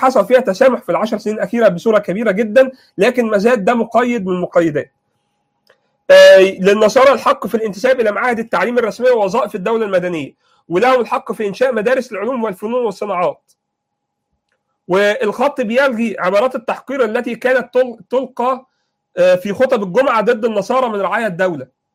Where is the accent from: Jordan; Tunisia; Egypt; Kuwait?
Egypt; الخط الهمايون ده مهم، لان الى الان عندنا في مصر